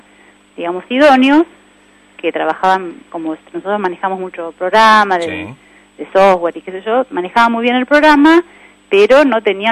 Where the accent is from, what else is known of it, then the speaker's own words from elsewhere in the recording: Buenos Aires, Argentina; now in Olavarría, Argentina; yo soy de Buenos Aires y hace muchos años ya vivo acá en Olavarría, hace 14 años